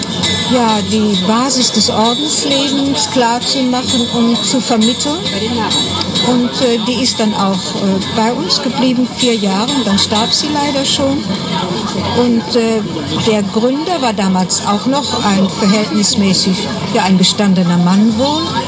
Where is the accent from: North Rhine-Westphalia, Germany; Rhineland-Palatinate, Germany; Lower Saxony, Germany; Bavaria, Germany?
Rhineland-Palatinate, Germany; Nein, ich komme aus der Vulkaneifel.